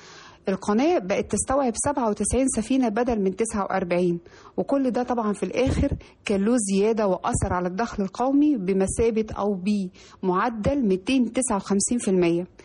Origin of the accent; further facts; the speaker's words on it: Egypt; وطبعا ده في الآخر بيضيف لنا إحنا كمصريين